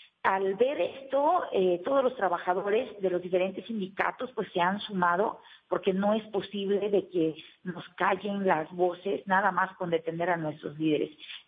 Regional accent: Mexico; para poner barreras a nuestra manifestación libre y por derecho tenemos como mexicanos.

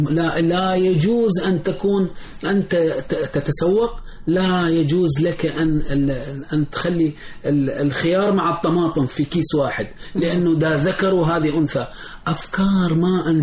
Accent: Iraq; في كل محافظات 18 محافظة عندنا في العراق

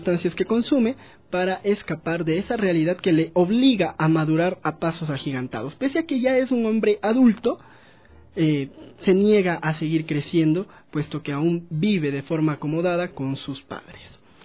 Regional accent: Ecuador; para encontrar ciertos tópicos que nos permitan identificarnos como sociedad ecuatoriana

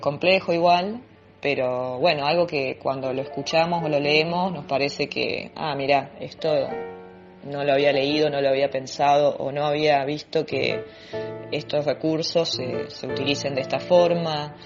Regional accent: Santa Fe, Argentina; soy de Santa Fe.

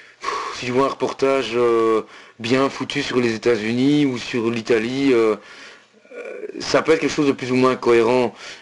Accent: Belgium; accent: Belgian French; qui reconnaissaient mon accent français, enfin belge, et qui me demandaient ce que je faisais là

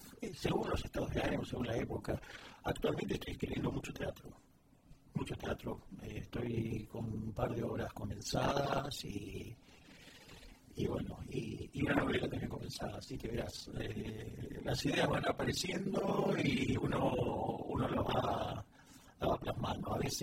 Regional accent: Argentina; moved away; de una experiencia que viví hace poco en Buenos Aires. Bueno, tú sabes que hace poco estuve en mi país y vi muchas obras de teatro

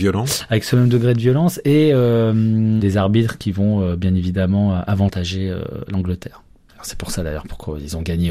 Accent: Lyon, Auvergne-Rhône-Alpes, France; Parce que je suis lyonnais, donc je me rappelle de ce moment-là.

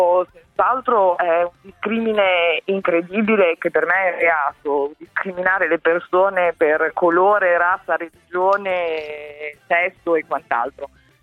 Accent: Emilia-Romagna, Italy; non in quanto romagnoli, ma in quanto cittadini

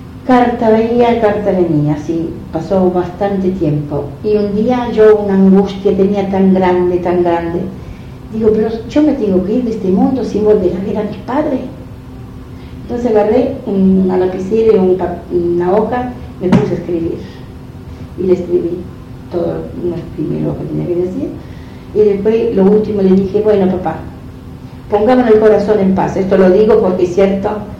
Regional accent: Sant'Angelo, Italy; moved away; Yo cuando me fui allá a Italia, ahí cuando llegué a mi pueblo, a Sant'Angelo

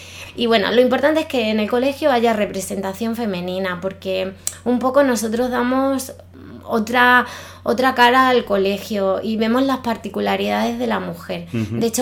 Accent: Badajoz, Extremadura, Spain; Yo soy de Badajoz

